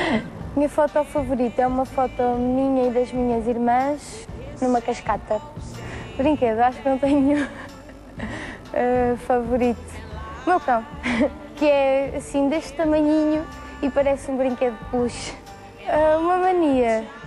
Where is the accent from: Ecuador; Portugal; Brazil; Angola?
Portugal; Leiria; tenho 22 anos e sou de Leiria.